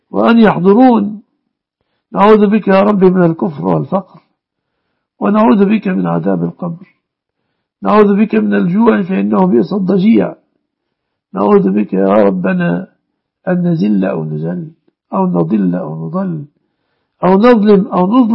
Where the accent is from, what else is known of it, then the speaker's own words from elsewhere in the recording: Egypt; واحفظ بلادنا مصر وسائر بلاد المسلمين آمنة مطمئنة من كل مكروه